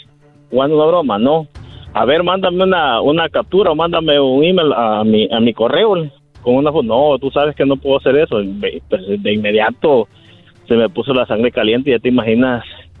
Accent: El Salvador; yo soy de El Salvador, y pues yo allá era investigador de la policía

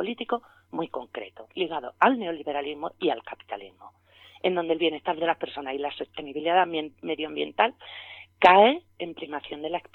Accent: Andalusia, Spain; las víctimas, que somos la sociedad andaluza

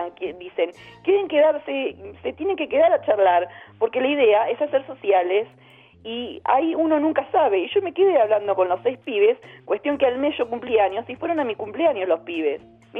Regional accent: Chubut, Argentina; yo vengo del interior de Chubut

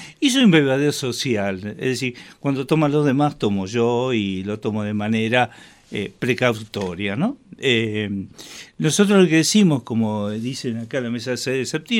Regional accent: Buenos Aires, Argentina; cuando yo estuve solo acá, porque nosotros somos de Buenos Aires

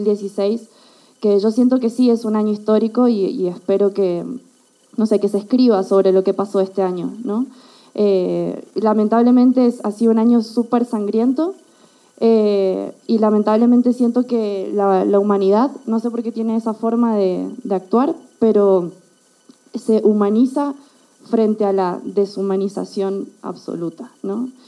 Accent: Argentina; now in Mexico; vengo de Argentina y estoy en México hace 4 años.

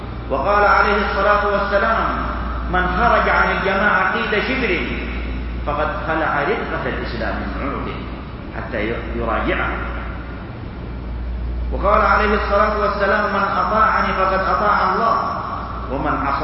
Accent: Saudi Arabia; ونحمد الله عز وجل أننا في بلدنا المملكة العربية السعودية نعيش هذه الخيرات

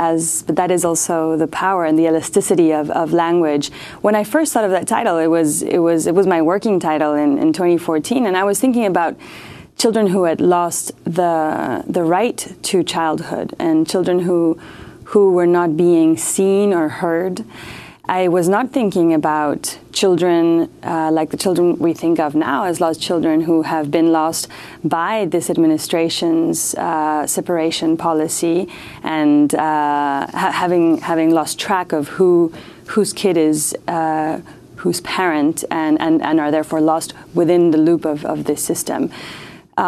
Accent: South Africa; also born or lived in Mexico; I was born in Mexico, but grew up in several countries, among them South Africa. Right, I arrived in South Africa right when Mandela became president

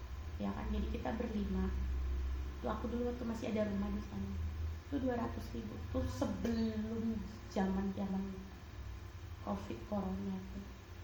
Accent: Bali, Indonesia; Dari kecil aku dari sini, makanya aku udah jadi warga Bali ya. KTP ku semua Bali.

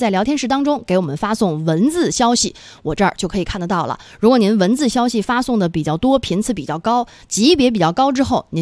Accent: China; 这个对于我们中国人来说，大家应该都颇有感受了啊。

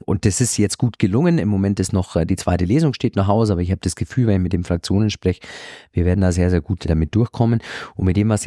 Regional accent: Bavaria, Germany; ich trete in Bayern etwas weniger, als Bayer in Berlin etwas weniger

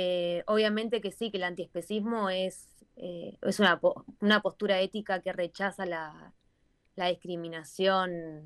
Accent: Argentina; cuando digo de dónde soy, que soy de Argentina

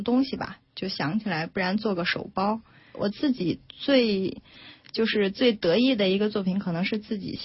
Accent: Changxindian, Beijing, China; 大家好，我是来自长辛店镇的创意达人

